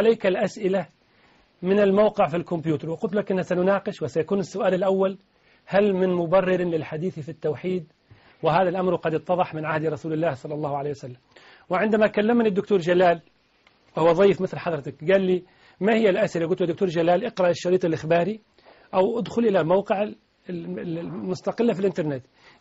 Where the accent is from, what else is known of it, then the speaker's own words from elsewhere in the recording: Tunisia; رئيس بلدي تونس